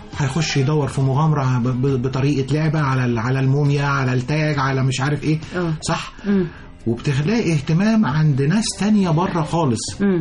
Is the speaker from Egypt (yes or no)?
yes; Egypt; إحنا بنستعمل العالمين أو بنستعمل الساحل الشمالي كمصريين بدءا من شهر 6 بعد امتحانات الثانوية العامة.